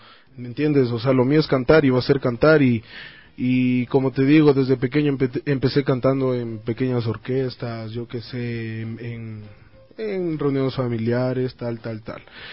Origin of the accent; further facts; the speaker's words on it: Quito, Pichincha, Ecuador; Desde la parte del norte de Quito, Carapungo.